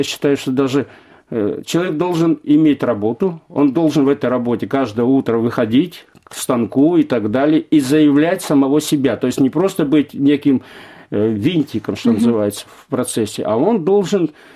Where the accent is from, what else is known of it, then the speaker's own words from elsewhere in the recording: Arkhangelsk, Arkhangelsk Oblast, Russia; born there; also born or lived in Kyrgyzstan; Я родился в Архангельске, прожил в Киргизии.